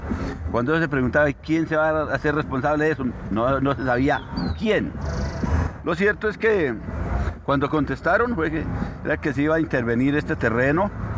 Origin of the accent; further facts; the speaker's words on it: Paipa, Boyacá, Colombia; Yo fui criado en el campo, yo soy de Paipa, Boyacá. Mi juventud la pasé en el campo, trabajando al lado de mi papá, que él era un gran agricultor.